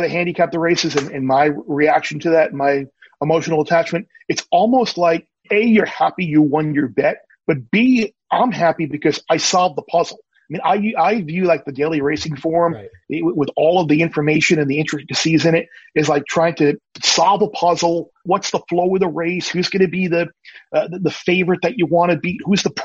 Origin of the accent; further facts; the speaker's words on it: New York, United States; Growing up on Long Island, it's a natural deal.